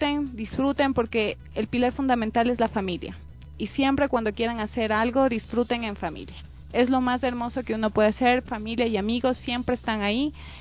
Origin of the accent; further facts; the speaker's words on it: Quito, Pichincha, Ecuador; disfrutar de la calidez que somos como ecuatorianos. Claro. Y aparte de eso, pues disfrutar de la belleza que tiene nuestro Quito.